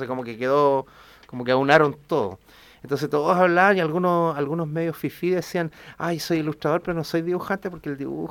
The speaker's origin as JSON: {"language": "Spanish", "town": "San Miguel", "region": "Santiago Metropolitan", "country": "Chile", "tie": "born or raised there", "said": "Soy de originario de San Miguel. Ajá. Nací en el Barros Luco, como corresponde."}